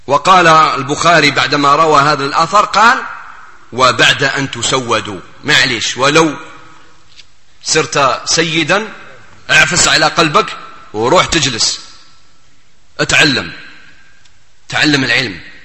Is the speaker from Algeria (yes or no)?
yes; Algeria; في بلادنا الجزائر